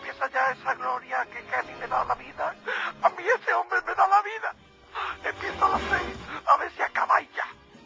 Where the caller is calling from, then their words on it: Puente Genil, Andalusia, Spain; como oyenta que soy de Puente Genil